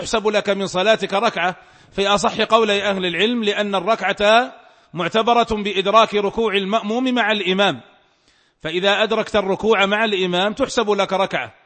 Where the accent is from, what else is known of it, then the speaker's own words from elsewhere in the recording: Saudi Arabia; وهو المفتى به عندنا في المملكة العربية السعودية